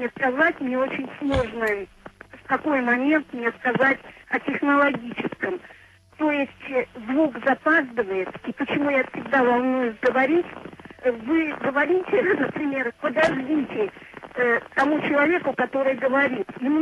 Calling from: Severodvinsk, Arkhangelsk Oblast, Russia; Да, я из Северодвинска, но у нас накладывается звук, поэтому диалога не получается

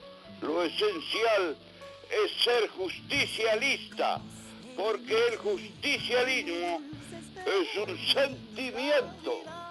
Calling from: Bahía Blanca, Buenos Aires Province, Argentina; de Bahía Blanca, muy bueno el programa

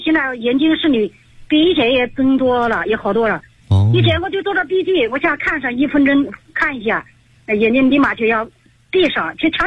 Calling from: Hefei, Anhui, China; 我来自安徽合肥

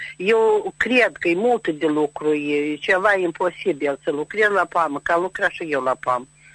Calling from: Dondușeni District, Moldova; din Răiunul Dundosec.

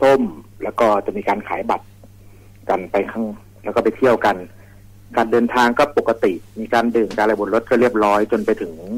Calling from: Nakhon Ratchasima, Thailand; โคราชครับ

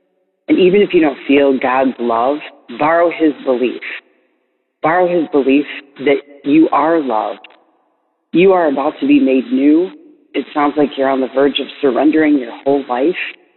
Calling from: Las Vegas, Nevada, United States; I am calling from Las Vegas, Nevada

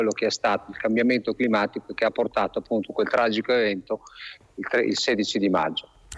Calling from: Forlì, Emilia-Romagna, Italy; Siamo da Forlì, siamo nella piazza Safi, nella bella piazza di Forlì.

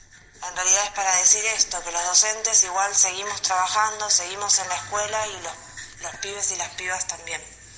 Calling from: Lago Puelo, Chubut, Argentina; las escuelas acá, por lo menos en Lago Puelo, no están en silencio, no están vacías.

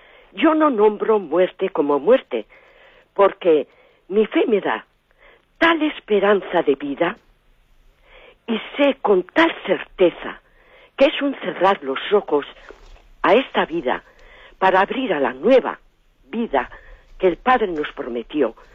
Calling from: Basque Country, Spain; de Guipúzcoa.

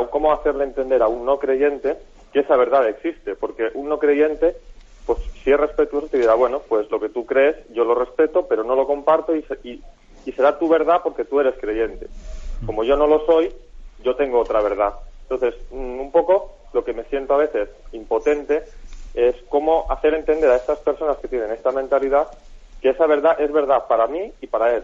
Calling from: Girona, Catalonia, Spain; de Gerona también.

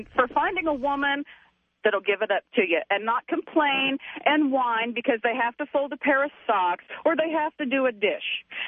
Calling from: Fort Worth, Texas, United States; I'm calling you from Fort Worth, Texas.

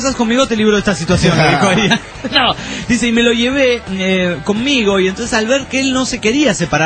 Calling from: Uruapan, Michoacán, Mexico; de Urupán, México.

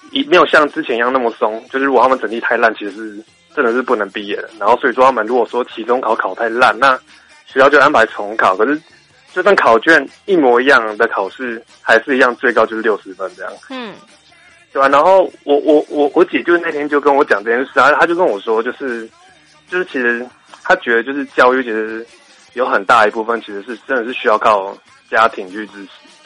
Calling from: Taichung, Taiwan; 我是台中的

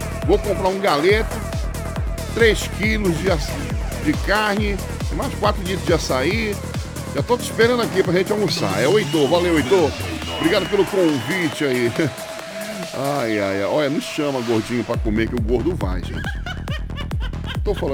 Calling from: Brasília, Federal District, Brazil; Sou aqui de Brasília. Um abraço aí para o meu motorista. Somos rodoviários aqui em Brasília.

